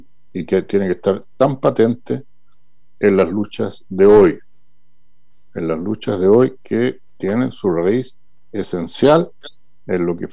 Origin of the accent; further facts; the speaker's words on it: Chile; Como chilenas, como chilenos, como sociedad.